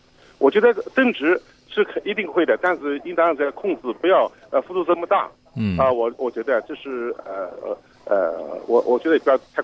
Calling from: Hong Kong; 另外呢，我这个电话我是来自于香港的

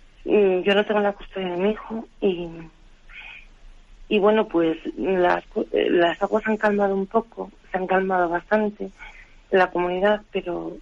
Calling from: Madrid, Community of Madrid, Spain; de Madrid.

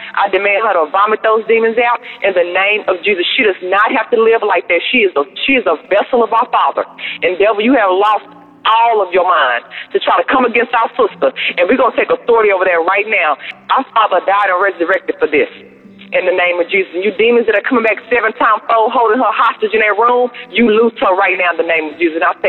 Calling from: Texas, United States; I'm calling from Texas.

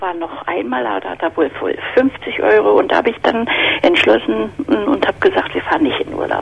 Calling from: Berlin, Germany; Ja, ich komme aus Berlin und da sind doch immer in der Tageszeitung solche Anzeigen.

